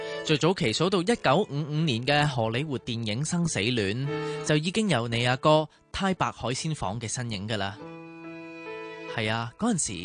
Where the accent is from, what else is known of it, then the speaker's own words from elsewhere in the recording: New Territories, Hong Kong; 虽然作为新界人过来真的很远